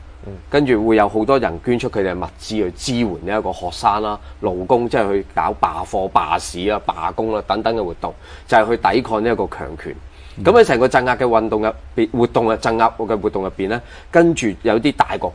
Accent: China; 我哋中國人咧經歷咗80年代咧

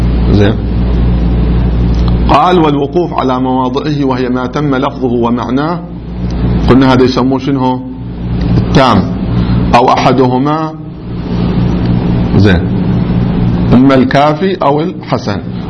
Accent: Qatif, Eastern Province, Saudi Arabia; الذين مو عندنا في القطيف ناس يقولوا صراط الذين

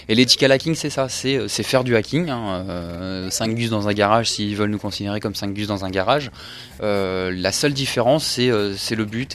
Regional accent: Maubeuge, Hauts-de-France, France; Je viens de Maubeuge.

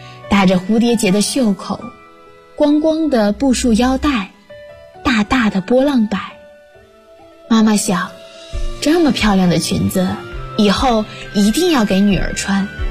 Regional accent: Huanggang, Hubei, China; now in Nanjing, China; 来自湖北黄冈。我在南京大学，距离我的家乡600公里。

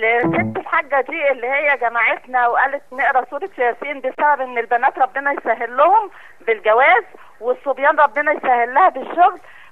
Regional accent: Alexandria, Alexandria Governorate, Egypt; من اسكندرية.

